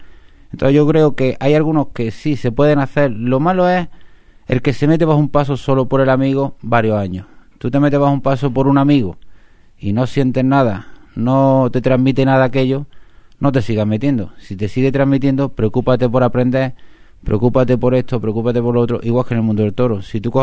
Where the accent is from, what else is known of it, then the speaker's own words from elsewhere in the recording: Granada, Andalusia, Spain; pero en mi tierra, siempre en mi tierra, porque me encanta mi tierra y soy un enamorado de Granada.